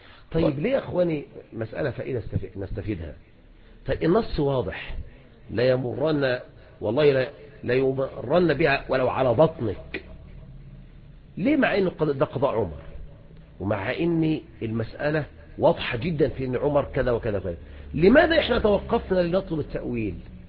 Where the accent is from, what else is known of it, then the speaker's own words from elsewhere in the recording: Egypt; هنا عندنا في مصر لا يتعلق شيء إذن بذلك